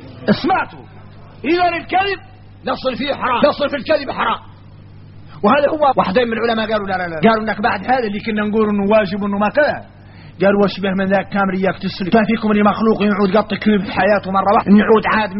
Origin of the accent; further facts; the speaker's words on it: Mauritania; احنا راك موريتاني عندنا فهم عن مولانا خاص